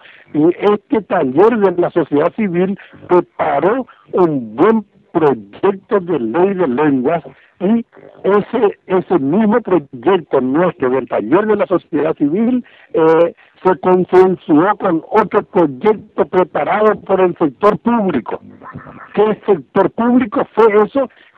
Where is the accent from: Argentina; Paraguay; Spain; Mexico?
Paraguay; first language Guarani; Spanish is a second language; Nosotros vamos a manejar bien el castellano el día que aprendamos bien nuestra lengua materna, que es el guaraní.